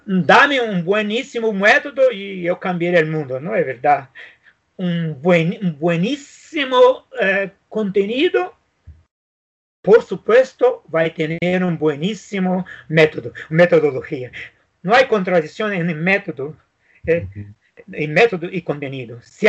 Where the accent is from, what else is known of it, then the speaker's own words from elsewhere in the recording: Brazil; Spanish is a second language; nosotros vivimos en Brasil. Entonces, yo soy el pocos brasileños que conoce todo el país, todo, todo.